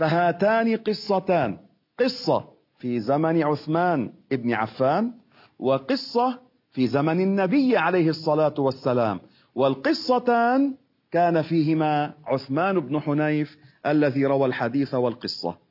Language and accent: Arabic; Beirut, Beirut Governorate, Lebanon; هذا المدفون عندنا في بيروت